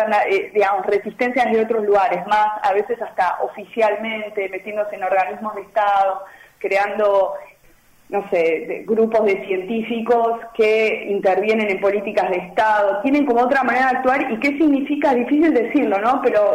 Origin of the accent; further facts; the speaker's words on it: Avellaneda, Buenos Aires Province, Argentina; now in Germany; yo soy de Buenos Aires, de Avellaneda, y vivo mitad Berlín, mitad Buenos Aires.